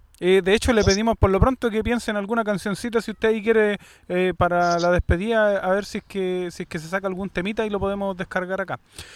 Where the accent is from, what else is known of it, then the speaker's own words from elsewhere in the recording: Chile; porque tengo el carnet y el RUT chileno, yo diría, claro, como ciudadano chileno